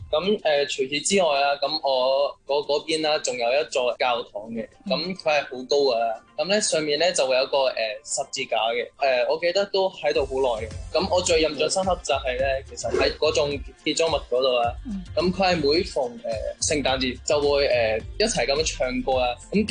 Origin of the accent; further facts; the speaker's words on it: Lok Fu, Kowloon, Hong Kong; 我就由细都是乐富道长大。